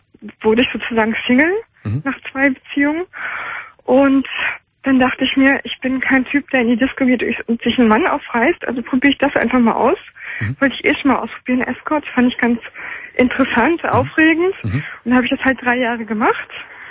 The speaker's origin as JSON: {"language": "German", "region": "Northern Germany", "country": "Germany", "tie": "born or raised there", "said": "Und jetzt bin ich aber wieder zurück in meine Heimat gezogen, nach Norddeutschland, und habe mir dort ein Haus gekauft."}